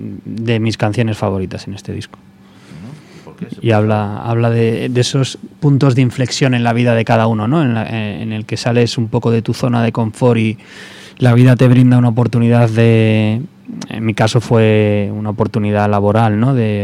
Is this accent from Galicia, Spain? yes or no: yes; Galicia, Spain; cuando crecí allí en Pontevedra, en aquel pueblo de Pontevedra, en el Prado, en el que tenían la casa